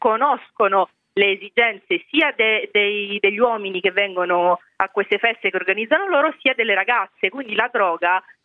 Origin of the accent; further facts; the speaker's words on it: Sicily, Italy; perché io sono siciliana